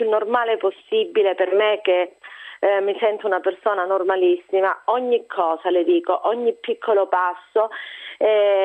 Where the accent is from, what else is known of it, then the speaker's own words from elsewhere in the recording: Calabria, Italy; born there; Io sono nata in Calabria, ma per me è solo un caso, avrei potuto essere cittadina di qualsiasi posto d'Italia.